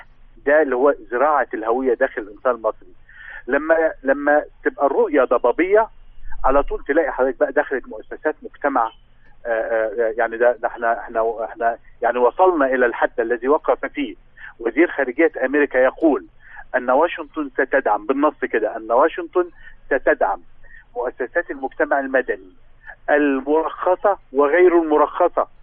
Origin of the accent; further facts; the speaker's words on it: Egypt; احنا كان عندنا في مصر كان عندنا مثلا شركه مياه غازيه وطنيه